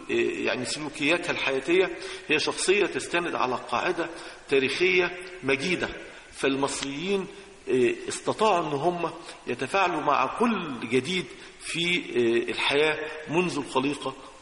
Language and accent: Arabic; Egypt; وإحنا كمصريين لنا الفخر إن إحنا نقول إنه أنا مصري